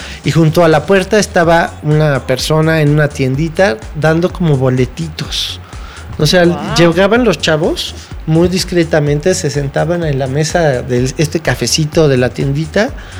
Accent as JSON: {"language": "Spanish", "country": "United States", "second_language": "Spanish", "said": "Yo soy una mujer americana, norteamericana, ¿qué voy a saber yo de lo que sufren ustedes?"}